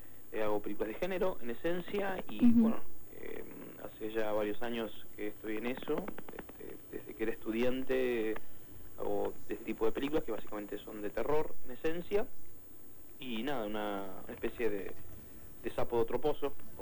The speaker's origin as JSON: {"language": "Spanish", "country": "Argentina", "said": "hoy me abren las puertas en mi país también por haber hecho películas afuera"}